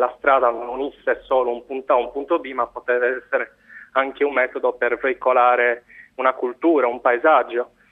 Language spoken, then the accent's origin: Italian; Cagliari, Sardinia, Italy; Che, come si sente dall'accento, che siamo da Cagliari